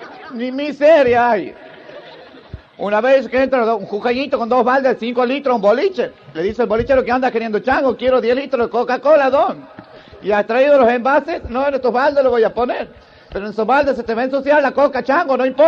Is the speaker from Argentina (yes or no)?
yes; Santiago del Estero, Argentina; Yo también soy de Santiago, pero del Estero.